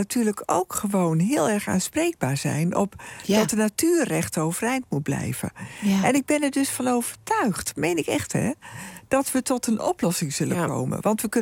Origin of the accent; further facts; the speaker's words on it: Hoogeveen, Drenthe, Netherlands; Ik kom zelf uit Drenthe, uit Hoogveen.